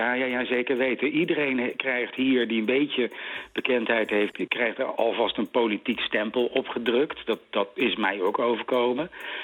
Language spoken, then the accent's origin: Dutch; Wageningen, Gelderland, Netherlands; ik ben opgegroeid in Wageningen in de jaren 60.